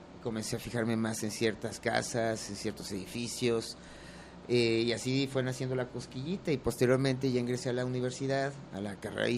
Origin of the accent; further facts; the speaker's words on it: Guadalajara, Jalisco, Mexico; also born or lived in Lagos de Moreno; Yo nací en Lagos de Moreno, pero... Realmente toda mi vida he radicado aquí en Guadalajara desde que tenía un año. Y pues crecí, por decirlo así, porque soy muy chaparro. Sí, en un barrio